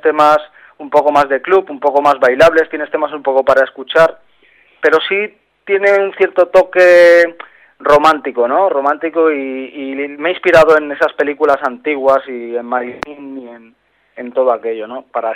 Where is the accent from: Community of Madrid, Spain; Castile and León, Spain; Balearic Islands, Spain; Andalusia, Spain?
Balearic Islands, Spain; yo llevaba tiempo queriendo dedicar un tema a mi tierra, ¿no? Hablando un poco de las cosas de mi tierra, de lo que yo he visto de pequeño y de lo que hemos vivido, y ese tema pues está dedicado a las Baleares.